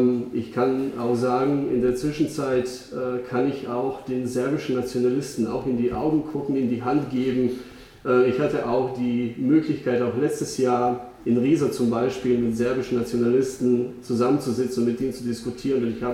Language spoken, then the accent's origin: German; Eastern Croatia, Croatia; bin ich ja in Kroatien geboren, ich bin da auch aufgewachsen. Ich habe diesen Krieg Anfang der 90er Jahre selbst miterlebt. Ich komme ursprünglich auch aus dem Osten Kroatiens, also etwas östlicher.